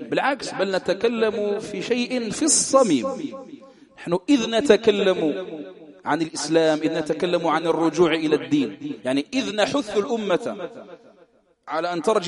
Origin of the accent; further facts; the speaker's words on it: Algeria; فتح الله، هذا من أهل بلدنا الجزائر